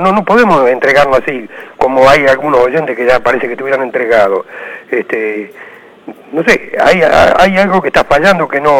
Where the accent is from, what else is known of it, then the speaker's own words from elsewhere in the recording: Monte Grande, Buenos Aires Province, Argentina; de Montegrande.